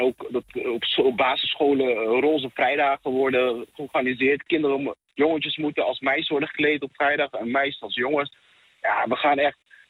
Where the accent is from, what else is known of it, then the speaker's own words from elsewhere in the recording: Netherlands; Soms schaam ik me voor om te zeggen, ik kom uit Nederland.